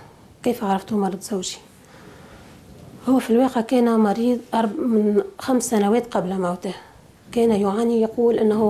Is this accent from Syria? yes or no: no; Bizerte, Bizerte Governorate, Tunisia; هناك سجن يقرب عن بلدتنا بنزرة شمال تونس 20 كيلومتر.